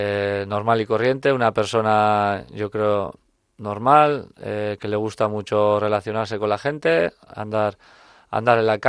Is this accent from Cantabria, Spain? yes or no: no; Urretxu, Basque Country, Spain; yo nací en Urretxu y bueno, la vida yo siempre he hecho en Urretxu y bueno, Zumárraga es lo que me pone ahora donde vivo